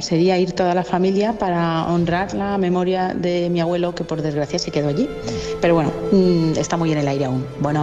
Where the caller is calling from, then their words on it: Alcoy, Valencian Community, Spain; desde Alcoy.